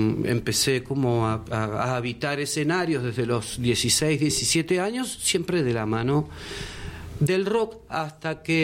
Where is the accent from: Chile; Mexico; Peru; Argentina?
Argentina; Buenos Aires; moved away; yo estoy acá hace 4 años, vengo de Buenos Aires